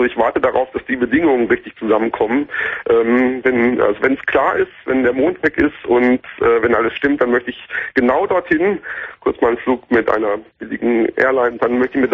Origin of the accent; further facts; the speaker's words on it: North Rhine-Westphalia, Germany; Ich bin am Niederrhein groß geworden und damals war es da noch sehr, sehr duster. Ich bin da auf einem kleinen Dorf aufgewachsen.